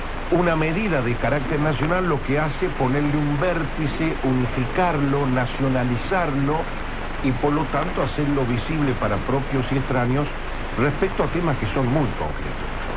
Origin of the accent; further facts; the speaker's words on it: Río Cuarto, Córdoba, Argentina; Yo soy de Río Cuarto